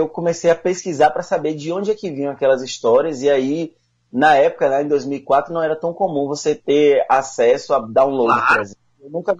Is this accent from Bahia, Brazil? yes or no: yes; Salvador, Bahia, Brazil; nasci aqui em Salvador, na Bahia. Moro aqui desde criancinha.